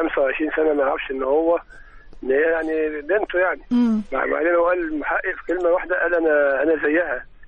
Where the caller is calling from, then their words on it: Cairo, Cairo Governorate, Egypt; أنا من القاهرة